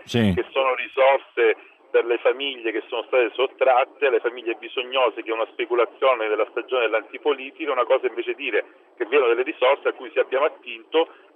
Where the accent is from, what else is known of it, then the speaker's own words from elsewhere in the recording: Reggio Emilia, Emilia-Romagna, Italy; io sono reggino